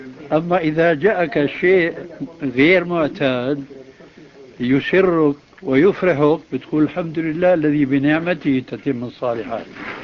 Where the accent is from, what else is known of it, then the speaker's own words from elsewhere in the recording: Syria; لأنه هو كما يقال عندنا في سوريا كالمنشار، بياكل الطالع والناجل